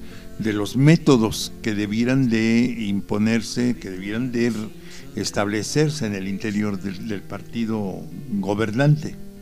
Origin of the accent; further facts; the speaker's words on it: Puebla, Mexico; somos los poblanos. Es los millones de electores que vivimos en Puebla